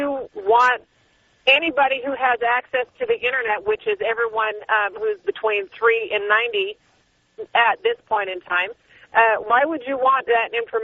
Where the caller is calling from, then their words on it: Phoenix, Arizona, United States; I am calling from Phoenix. I'm a first-time caller.